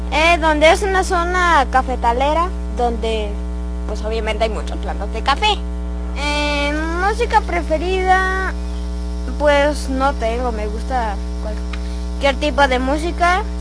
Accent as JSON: {"language": "Spanish", "region": "Mexico City", "country": "Mexico", "tie": "born there", "lives_now": "Consolapa, Mexico", "said": "9 años. Voy en cuarto año. Yo nací en el DF, en el Distrito Federal, el 28 de septiembre del 2000. Yo vivo en Consolapa, es un municipio de Coatepec, Jalapa, Veracruz, donde es una zona cafetalera"}